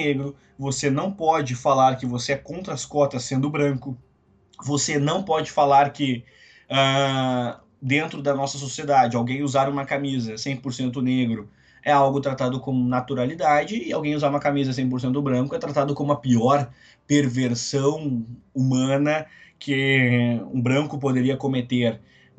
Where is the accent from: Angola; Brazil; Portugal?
Brazil; se nós, enquanto brasileiros, não entendermos